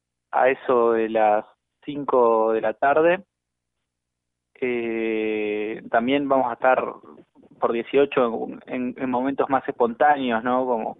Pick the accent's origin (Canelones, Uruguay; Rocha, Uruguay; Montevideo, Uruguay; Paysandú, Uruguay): Montevideo, Uruguay; en particular yo soy de La Teja, estábamos con los compañeros acá en La Teja